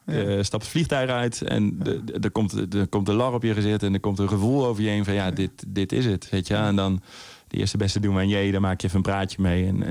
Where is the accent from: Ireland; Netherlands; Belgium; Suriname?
Netherlands; Helmond, North Brabant; born there; Maar ik ben in Helmond geboren.